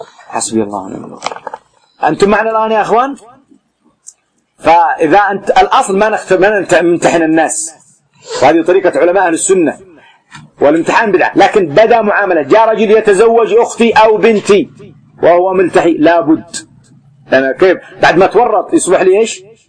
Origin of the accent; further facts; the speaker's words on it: Yemen; خاصة في بلدنا اليمن ما أمتحنه